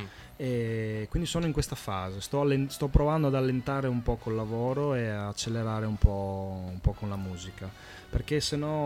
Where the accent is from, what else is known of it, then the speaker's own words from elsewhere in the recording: Veneto, Italy; Io sono veneto, quindi Femo, Demo.